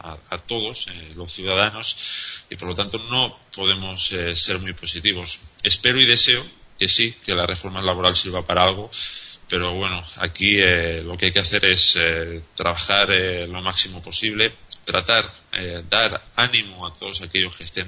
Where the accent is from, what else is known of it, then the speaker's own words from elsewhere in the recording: Spain; a nivel como español, a nivel de ciudadano